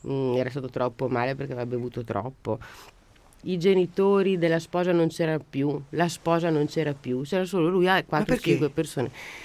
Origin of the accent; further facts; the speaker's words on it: Naples, Campania, Italy; Dato io napoletano